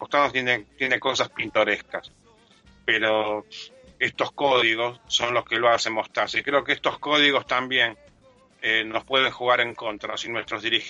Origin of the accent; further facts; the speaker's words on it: Japan; porque soy japonés, porque es una cultura que respeta a sus mayores